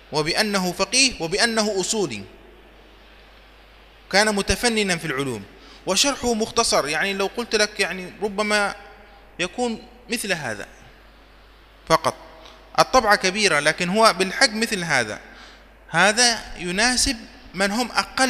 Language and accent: Arabic; Yemen; وهو مقرر عندنا في اليمن للطلاب في بداية دراسة الفقه